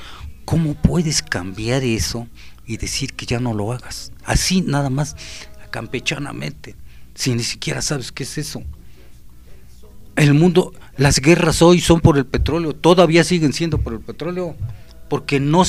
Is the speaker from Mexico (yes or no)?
yes; Mexico